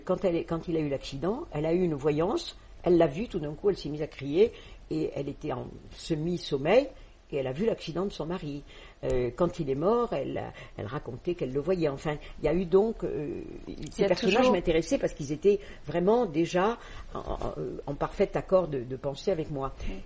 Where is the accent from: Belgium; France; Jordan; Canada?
France; Southern France; born there; alors que je suis née dans le Midi de la France